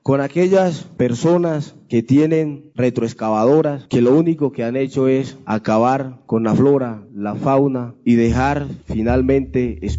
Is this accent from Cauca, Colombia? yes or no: yes; Suárez, Cauca, Colombia; vengo desde el municipio de Suárez, del departamento del Cauca.